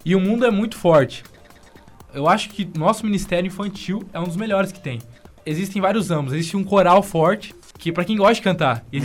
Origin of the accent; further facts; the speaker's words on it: Curitiba, Paraná, Brazil; Sou de Curitiba.